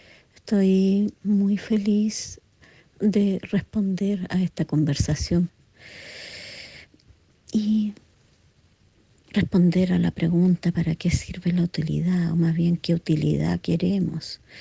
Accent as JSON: {"language": "Spanish", "country": "Chile", "also_born_or_lived": "Santiago / Europe / New Zealand", "said": "soy investigadora de danza y arte, soy chilena"}